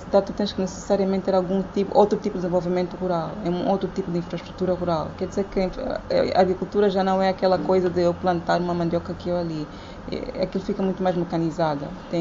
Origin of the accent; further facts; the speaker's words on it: Cabinda, Angola; eu sou de Cabinda, então eu tenho mesmo gostado de campo